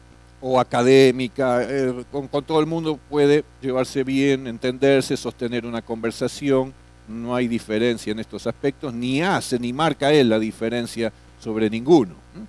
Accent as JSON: {"language": "Spanish", "town": "Florencio Varela", "region": "Buenos Aires Province", "country": "Argentina", "said": "No, somos de Florencio Varela."}